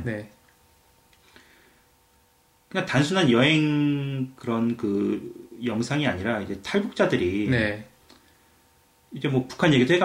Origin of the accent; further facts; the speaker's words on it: Seoul, South Korea; 저는 서울 토박이지만 그래도 이제 시골에서 온 친구들이나 굉장히 잘 이렇게 이해하고 감싸준 걸로 좀 기억하거든요.